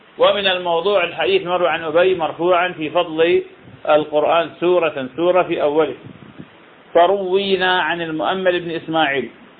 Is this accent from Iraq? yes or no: yes; Iraq; هذا طبعا البصرة من أغلى المحافظات عندنا بالعراق